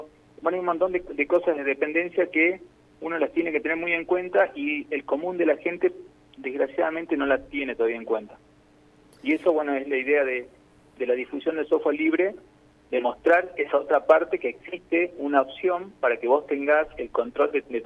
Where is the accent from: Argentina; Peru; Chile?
Argentina; Jujuy; also born or lived in Buenos Aires; yo soy de Jujuy, pero estuve en Buenos Aires, y cuando vuelvo a la provincia